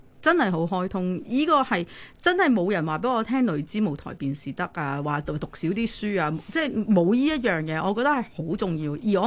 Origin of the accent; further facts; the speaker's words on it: United Kingdom; 因為我可能細個喺英國啦